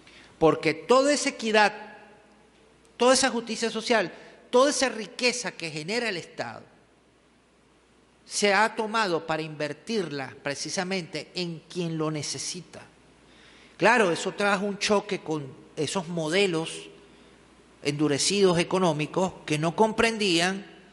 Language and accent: Spanish; Caracas, Capital District, Venezuela; born there; En la ciudad de Caracas, donde yo nací